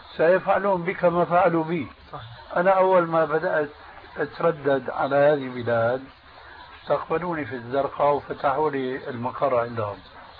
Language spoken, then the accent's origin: Arabic; Syria; كما يقولون عندنا في سوريا